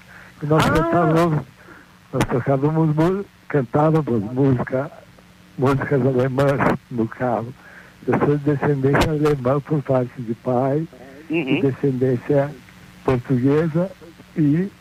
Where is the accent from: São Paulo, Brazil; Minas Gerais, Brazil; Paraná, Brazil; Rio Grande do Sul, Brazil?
Rio Grande do Sul, Brazil; Porto Alegre; born there; eu nasci em Porto Alegre, no Hospital Moinhos de Vento, no dia 23 de abril de 1955.